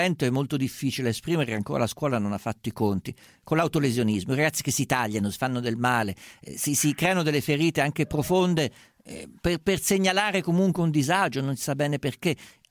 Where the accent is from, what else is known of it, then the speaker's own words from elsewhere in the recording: central Italy, Italy; non sono certo uno che ci va liscio, essendo umbro toscano